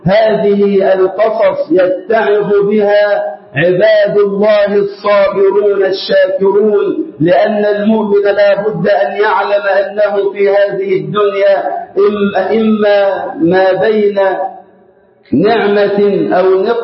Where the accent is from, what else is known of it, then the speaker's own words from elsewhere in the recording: Egypt; اللهم اجعل بلدنا مصر أمنا أمانا وسائر بلاد